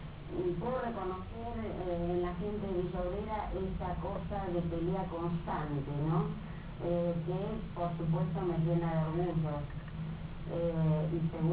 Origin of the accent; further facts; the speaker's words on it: Chile; born there; Yo nací en Chile. Nací el 26 de febrero, de 1940. Ya soy vieja.